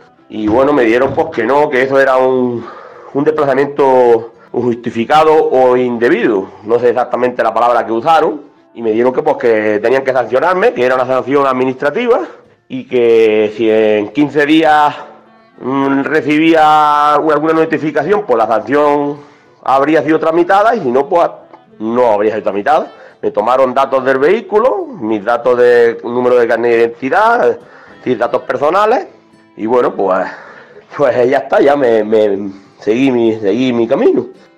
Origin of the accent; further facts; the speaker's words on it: Cádiz, Andalusia, Spain; soy de Cádiz